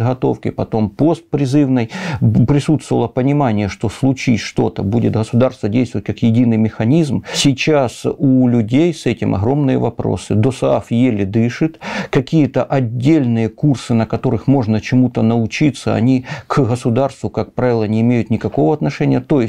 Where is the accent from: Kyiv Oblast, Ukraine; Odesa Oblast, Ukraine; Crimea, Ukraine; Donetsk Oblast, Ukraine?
Donetsk Oblast, Ukraine; Horlivka; Имеется мой родной город Горловка, например, окраина ее Зайцево.